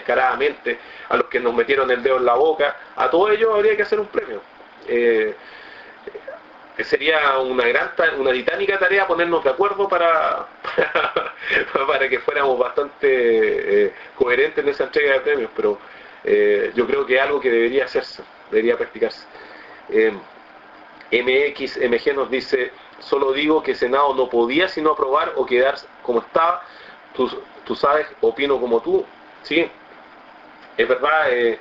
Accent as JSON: {"language": "Spanish", "country": "Chile", "said": "creo que tenemos que ser decentes como chilenos"}